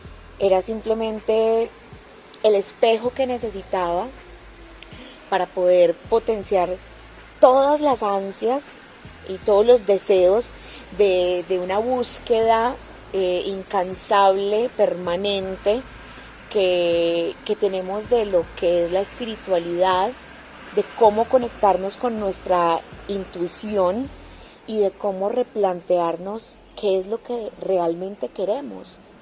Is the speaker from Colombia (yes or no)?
yes; Medellín, Antioquia, Colombia; also born or lived in Equatorial Guinea; soy de Medellín, Colombia